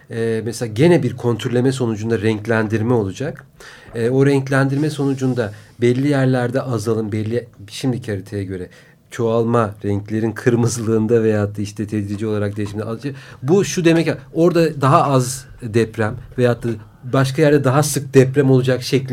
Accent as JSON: {"language": "Turkish", "region": "Ankara", "country": "Turkey", "tie": "born or raised there", "said": "Ankara söz gelimi. Benim kendi doğduğum büyüdüğüm şehir."}